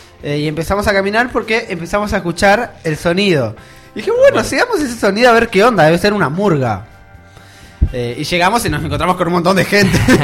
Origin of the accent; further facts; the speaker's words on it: Calzada, Buenos Aires, Argentina; Yo soy de Calzada, entonces les contaba hace ratito a mis compañeros cómo yo los conocí a ustedes.